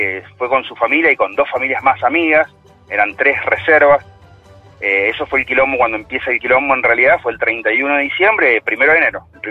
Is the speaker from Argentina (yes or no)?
yes; Mendoza, Argentina; Yo soy de Mendoza. Y bueno, trabajo en el rubro inmobiliario.